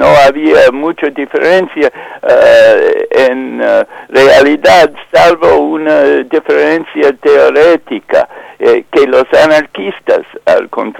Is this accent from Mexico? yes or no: no; United States; now in Spain; Sí, y ese como joven norteamericana me interesa mucho esta interpretación que nunca he escuchado en este país